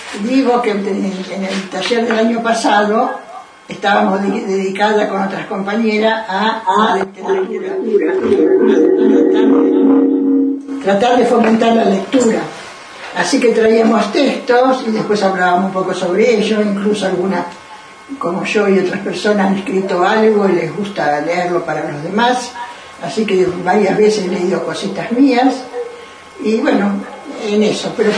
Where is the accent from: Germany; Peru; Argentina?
Argentina; Buenos Aires; era de Buenos Aires, de Villa Urquiza, y ahora hace como 6 años o más que estoy acá radicada en este conjunto de personas